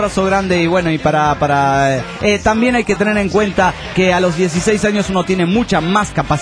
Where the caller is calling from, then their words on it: Santa Fe, Argentina; de Santa Fe, República Argentina.